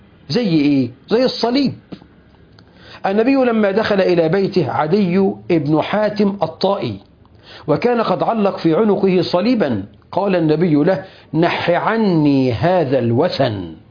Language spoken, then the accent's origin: Arabic; Egypt; ابو الهول عندنا في مصر صنم ولا تمثال؟